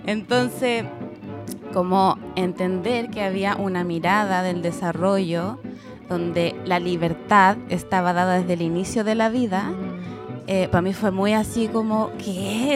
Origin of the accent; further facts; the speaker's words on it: Santiago, Santiago Metropolitan Region, Chile; also born or lived in Valparaíso Region; oriunda de Santiago hasta hace poco. El año pasado me vine a vivir a la quinta región. Ya había tenido un tránsito por acá, pero breve, así que ahora retomé mi estadía.